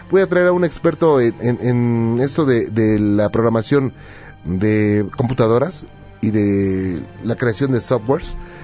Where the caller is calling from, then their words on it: Campeche, Mexico; Puedo participar, aunque soy de Campeche